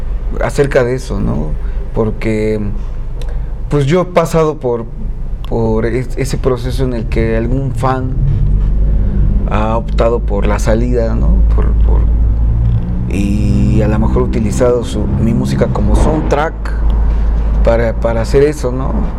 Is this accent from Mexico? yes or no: yes; Mexico; Nosotros como mexicanos, o sea, tenemos una fiesta masiva sobre la muerte.